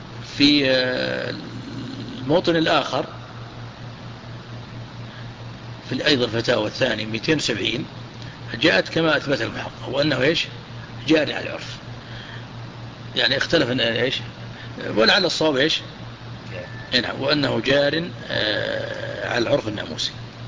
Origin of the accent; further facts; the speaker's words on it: Najd, Saudi Arabia; عندنا في نجد